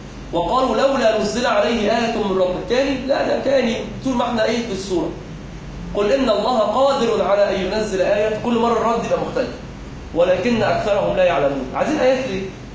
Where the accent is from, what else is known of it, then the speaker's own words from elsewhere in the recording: Egypt; اللجنة اللي هي المؤسسة العشرة الإسلامية عندنا في مصر